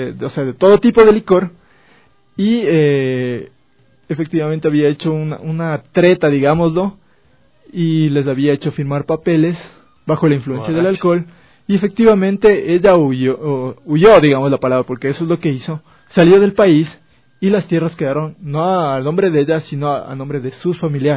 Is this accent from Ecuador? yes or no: yes; Quito, Pichincha, Ecuador; la fiesta de Quito, que nosotros conocemos como quiteños